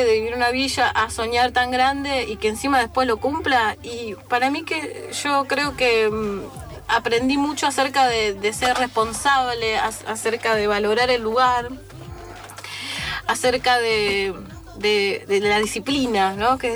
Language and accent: Spanish; San Isidro, Buenos Aires Province, Argentina; Nosotros somos casi todos de San Isidro, de San Norte.